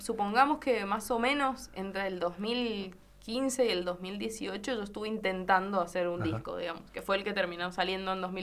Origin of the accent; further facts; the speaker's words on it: Tunuyán, Mendoza, Argentina; yo soy de Tunuyán y una manera de insertarme en la música fue tocar lo que hacía falta